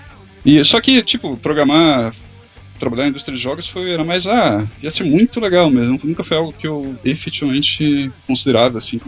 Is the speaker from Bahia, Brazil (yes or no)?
no; Joinville, Santa Catarina, Brazil; also born or lived in São Paulo; É, eu nasci em São Paulo, mas fui pra Joinville bem novo, assim, então não gostei de Joinville.